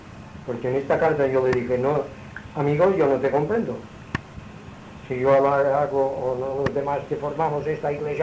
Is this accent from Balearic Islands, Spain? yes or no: yes; Balearic Islands, Spain; mallorquín, no tengo estudios.